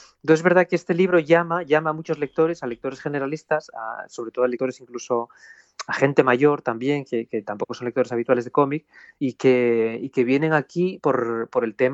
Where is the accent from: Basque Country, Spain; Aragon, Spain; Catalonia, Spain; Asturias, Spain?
Asturias, Spain; Blimea; born there; esos mineros que hablaban los pueblos como Blimea, que es donde yo nací, o los pueblos de las comarcas del Nalón y del Caudal en Asturias